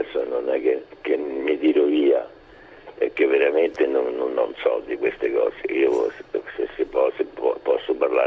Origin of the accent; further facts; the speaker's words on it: Rome, Lazio, Italy; now in Ascoli Piceno, Italy; essendo romano di Trastevere, ho lasciato Roma per Ascoli